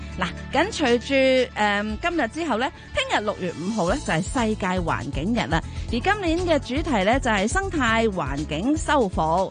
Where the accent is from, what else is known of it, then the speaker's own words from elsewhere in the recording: Hong Kong; 我哋香港人食咩啊？